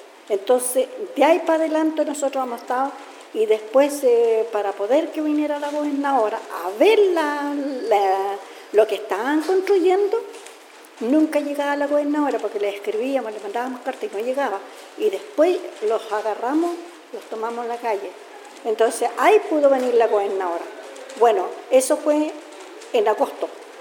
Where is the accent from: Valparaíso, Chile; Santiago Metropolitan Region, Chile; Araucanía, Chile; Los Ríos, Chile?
Los Ríos, Chile; Tránguil; soy de la comunidad de Tránguil, soy la presidenta de Tránguil, de mi comunidad, la comunidad Nehuén de Tránguil